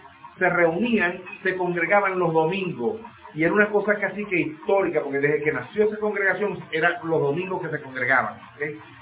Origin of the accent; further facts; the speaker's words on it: Maracaibo, Zulia, Venezuela; yo lo digo porque en Maracaibo, yo vengo de Maracaibo, ¿ok?